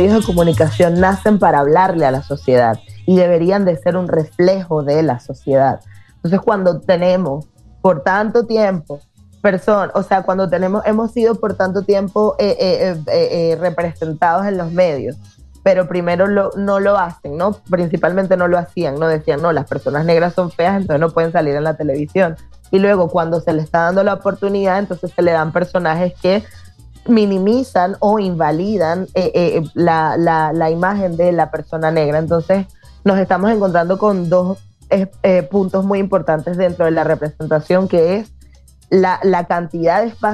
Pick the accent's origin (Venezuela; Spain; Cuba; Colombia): Venezuela; las tres somos venezolanas.